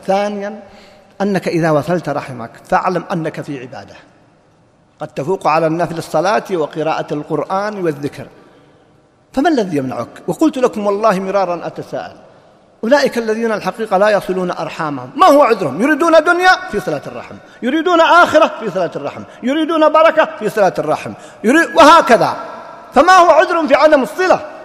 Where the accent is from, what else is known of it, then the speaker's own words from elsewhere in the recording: Riyadh, Riyadh Province, Saudi Arabia; يوم من الأيام وقع حادث عندنا في الرياض